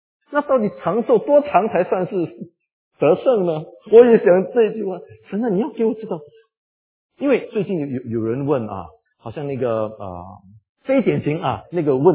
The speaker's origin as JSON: {"language": "Chinese", "country": "Singapore", "said": "我们新加坡人说澳洲啊，"}